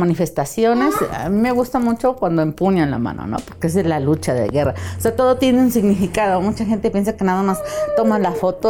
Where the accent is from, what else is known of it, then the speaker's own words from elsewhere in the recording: Cuautla, Morelos, Mexico; Soy de aquí de Cuautla, Morelos. No estudié, nada más terminé secundaria y soy empírica.